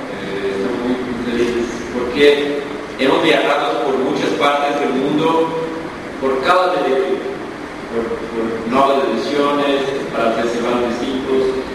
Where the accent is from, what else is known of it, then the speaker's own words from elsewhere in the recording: Brazil; nosotros estamos acá, venimos de Brasil, volveremos a Brasil